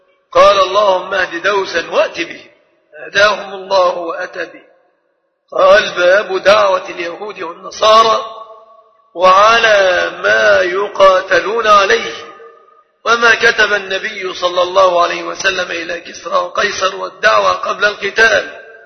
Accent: Egypt; فالحمد لله أننا كمصريين

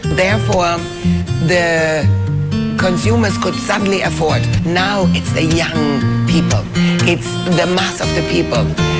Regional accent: Switzerland; now in China; I'm from Switzerland

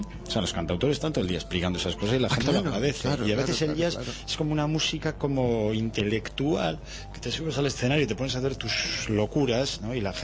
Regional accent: Bilbao, Basque Country, Spain; soy de Bilbao

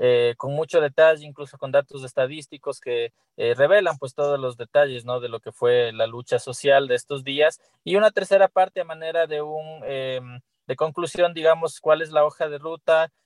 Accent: Ecuador; el contexto tan dramático que hemos tenido que vivir como humanidad y como pueblo ecuatoriano

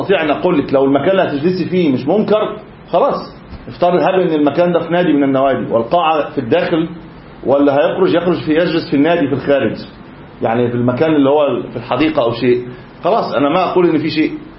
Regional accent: Egypt; انا مش عارف احنا عقويين كمصريين يعني

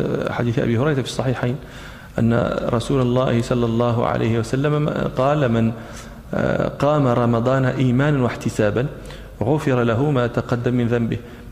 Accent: Morocco; ونحن في التراويح عندنا في المغرب يعني لابد أن نختم نقرأ بحزب

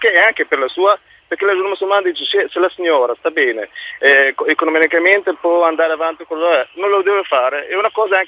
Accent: Morocco; now in Italy; Io sono del Marocco.

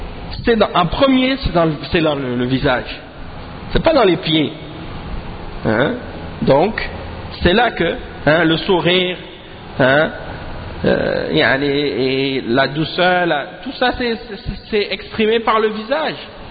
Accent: Quebec, Canada; quand j'étais plus jeune, ici en grandissant au Québec

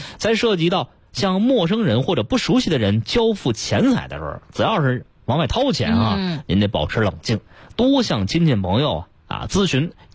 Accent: Beijing, China

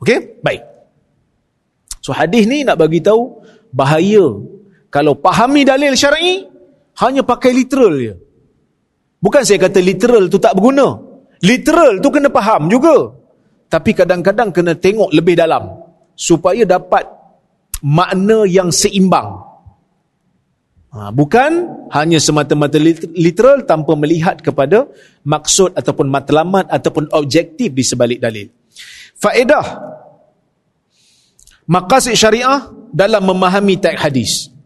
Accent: Perak, Malaysia; Saya pun orang luar. Saya orang Perak.

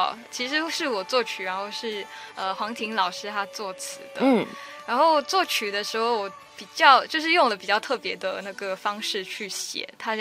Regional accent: Singapore; 因为我是新加坡人嘛，我不是英语那个英语系的国家

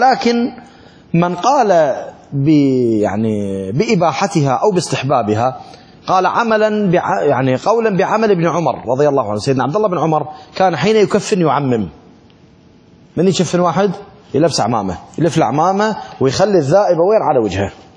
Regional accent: Iraq; شلون هسه التابوت اللي عندنا بالعراق

